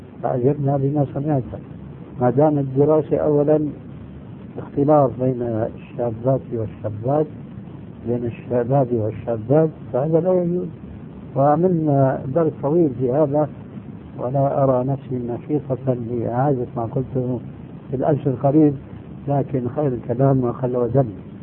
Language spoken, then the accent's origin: Arabic; Syria; وكما يقولون عندنا في الشام